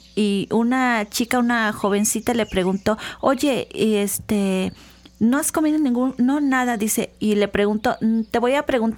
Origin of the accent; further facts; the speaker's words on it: Coatepec, Veracruz, Mexico; Y yo decía, yo ya me quiero ir a mi pueblito, yo soy de Coatepec, ¿no?